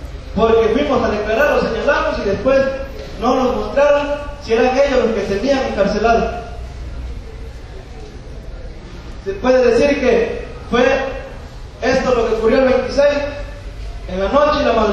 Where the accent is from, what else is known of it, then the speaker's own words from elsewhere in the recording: Mexico; Nosotros, como mexicanos, ya estamos cansados